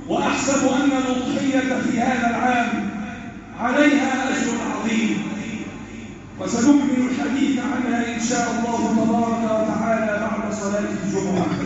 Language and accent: Arabic; Egypt; احفظ بلدنا مصر